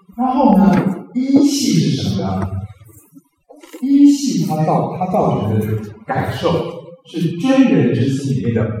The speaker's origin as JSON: {"language": "Chinese", "country": "China", "said": "所以我们中国人麻黄呢"}